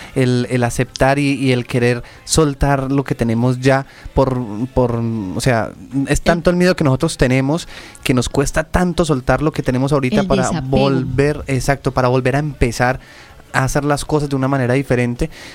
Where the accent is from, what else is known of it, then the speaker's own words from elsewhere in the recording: Pereira, Risaralda, Colombia; Yo soy de Pereira.